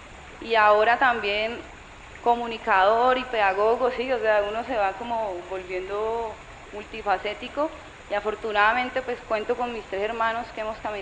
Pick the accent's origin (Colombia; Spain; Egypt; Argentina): Colombia; Cali, Valle del Cauca; soy de Cali.